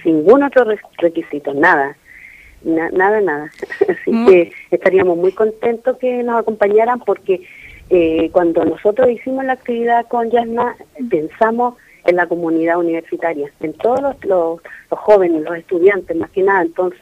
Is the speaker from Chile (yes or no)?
yes; Temuco, Araucanía, Chile; nosotros como mapuches vivimos en el sur. Yo soy de Temuco y en estos momentos estoy estudiando en la Universidad de Chile.